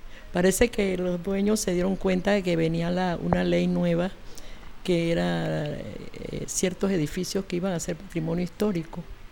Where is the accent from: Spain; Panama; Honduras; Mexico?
Panama; Chame, Panamá Oeste; also born or lived in Chitré; Yo nací en Chitré, pero me crié en Chame. Ahí hice mi escuela primaria, vine acá y con mi mamá y ya nos quedamos por Perejil. Primero vivimos en calle Primera, después vinimos acá.